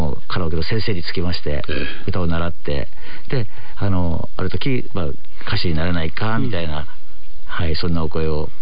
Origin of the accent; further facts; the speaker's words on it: Yokohama, Kanagawa, Japan; みんな東京へ出てしまったりとか、僕は横浜なんですけれども出てしまったりっていう感じで